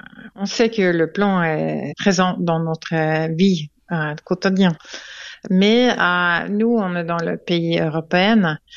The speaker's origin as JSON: {"language": "French", "country": "Switzerland", "second_language": "French", "said": "On fait quoi avec le batterie chez nous en Suisse?"}